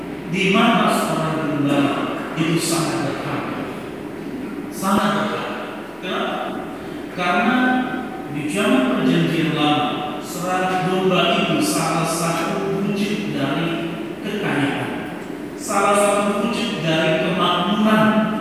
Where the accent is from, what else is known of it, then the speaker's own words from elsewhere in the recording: Nias, North Sumatra, Indonesia; Saudara saya teringat masa kecil saya di Nias, gitu ya, di kampung saya.